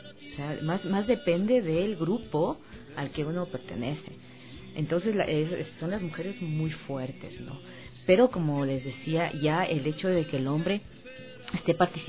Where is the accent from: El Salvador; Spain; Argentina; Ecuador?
Ecuador; Como ecuatorianos, ¿no?